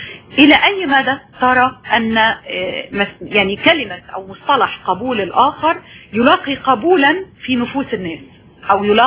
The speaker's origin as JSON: {"language": "Arabic", "country": "Egypt", "said": "وأنا مواطنة مصرية"}